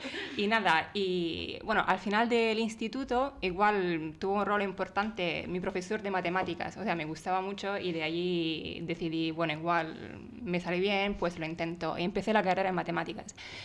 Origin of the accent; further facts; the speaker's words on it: Italy; Spanish is a second language; Yo soy italiana, estudié matemáticas en Roma, en la Universidad de la Sapienza